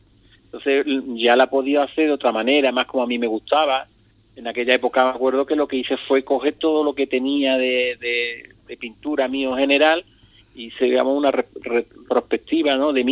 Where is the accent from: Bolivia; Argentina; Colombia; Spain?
Spain; Ubrique, Andalusia; me han preguntado un montón de veces que cuando iba a poner aquí en mi pueblo.